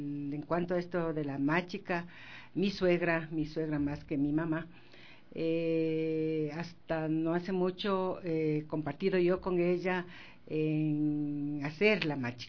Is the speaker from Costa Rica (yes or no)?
no; Riobamba, Chimborazo, Ecuador; Primero, nosotros somos de Riobamba.